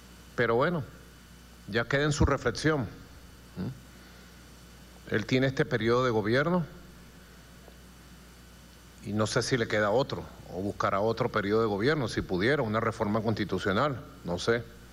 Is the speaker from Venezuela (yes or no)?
yes; Venezuela; Somos los venezolanos